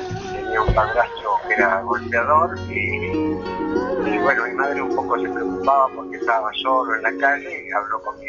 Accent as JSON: {"language": "Spanish", "country": "Bolivia", "moved": "yes", "lives_now": "Argentina", "said": "cómo llegué desde Bolivia a Argentina tiene que ver con una cierta preocupación de..."}